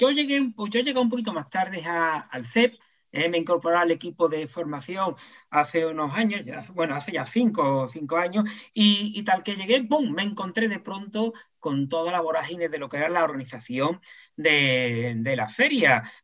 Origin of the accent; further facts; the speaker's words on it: Jerez de la Frontera, Andalusia, Spain; los que somos de aquí de Jerez ya lo sabemos